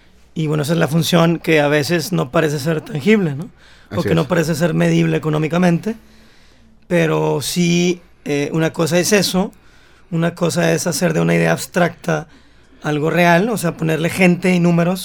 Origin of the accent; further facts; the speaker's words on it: Mexico; yo puedo corroborar técnicamente en mi mente que soy mexicano porque me sé el himno nacional.